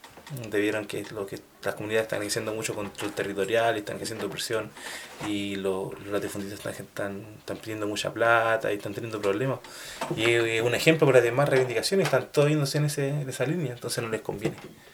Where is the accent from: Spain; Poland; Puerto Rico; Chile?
Chile; El Salto, Santiago Metropolitan Region; yo estando en Santiago, me crié en El Salto. Yo iba en un liceo súper igual bien marginal.